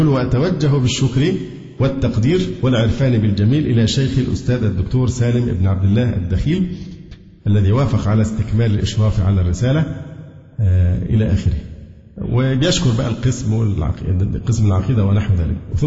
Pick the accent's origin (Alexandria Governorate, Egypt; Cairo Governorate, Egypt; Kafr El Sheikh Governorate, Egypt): Alexandria Governorate, Egypt; Alexandria; أنا اسكندراني وفي الدعوة السلفية من حوالي 35 سنة